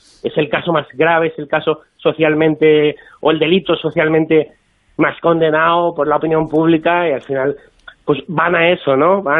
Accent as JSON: {"language": "Spanish", "town": "Barcelona", "region": "Catalonia", "country": "Spain", "said": "Yo ahora me pillas en Barcelona, yo soy de Barcelona"}